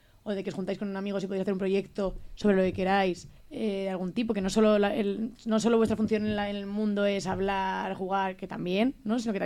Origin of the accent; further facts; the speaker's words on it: Madrid, Community of Madrid, Spain; Soy de Madrid, nací en Madrid y he vivido toda mi vida en Madrid. Bueno, viví en Tres Cantos y ahora ya estoy viviendo en el sur de Madrid, por la zona de Carabanchel, al lado del instituto